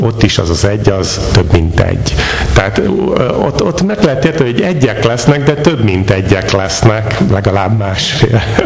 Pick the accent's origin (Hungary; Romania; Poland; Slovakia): Hungary; Ezt nem értjük, mert magyarok vagyunk.